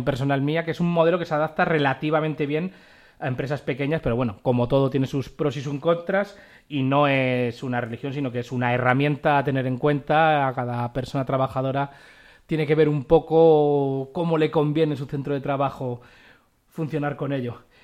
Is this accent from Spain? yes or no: yes; Madrid, Community of Madrid, Spain; ya que somos de aquí, de Madrid